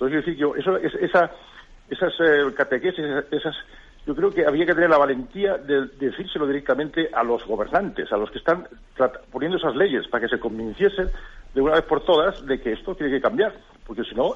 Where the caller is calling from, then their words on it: Almería, Andalusia, Spain; de Almería.